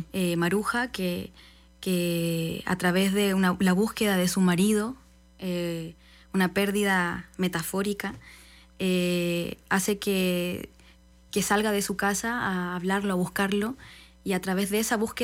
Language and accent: Spanish; Chile; Bueno, yo vengo de Chile, él viene de Polonia, somos Teatro Entropía